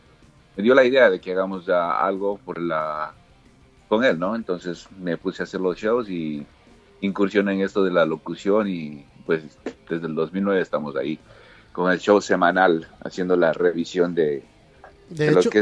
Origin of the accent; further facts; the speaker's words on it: Ecuador; Yo siendo ecuatoriano, pues apoyo mucho las bandas del Ecuador y Latinoamérica